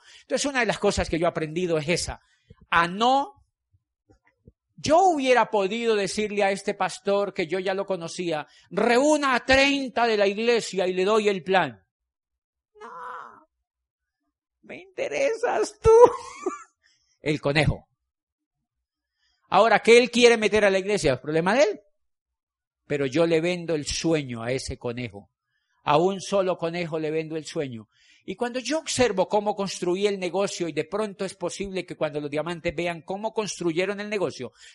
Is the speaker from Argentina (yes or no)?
no; Colombia; Yo le dije, yo soy de Colombia.